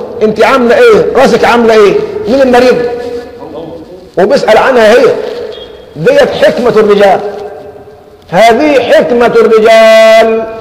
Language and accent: Arabic; Egypt; لكن احنا كمصريين بناخذها فترة ترحيب